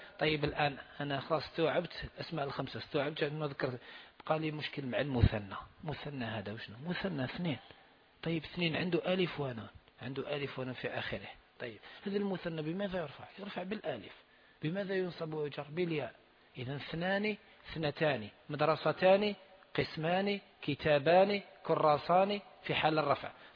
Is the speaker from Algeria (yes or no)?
yes; Algeria; وهذا أسهل وهو المعروف عندنا في الجزائر